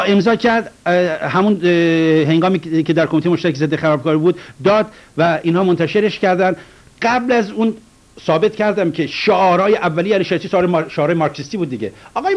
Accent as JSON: {"language": "Persian", "country": "Iran", "said": "من از ایران اومدم شیعه هستم"}